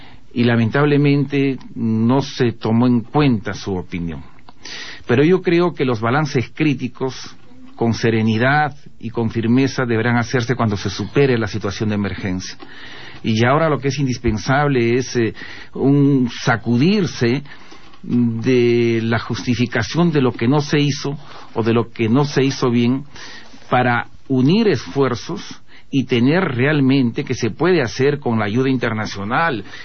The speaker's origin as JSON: {"language": "Spanish", "country": "Peru", "said": "Yo como peruano, la verdad que me he sentido revelado"}